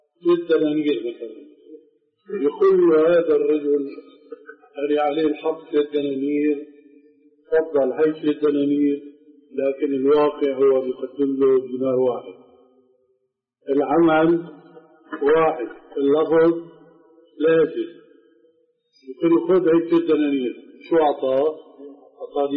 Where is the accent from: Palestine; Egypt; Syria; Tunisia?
Syria; Damascus, Damascus Governorate; عندنا في دمشق في أربعة محاريب